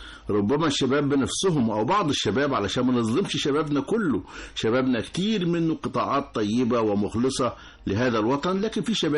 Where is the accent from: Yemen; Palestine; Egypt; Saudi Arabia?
Egypt; مش بس عندنا في مصر بل في العالم كله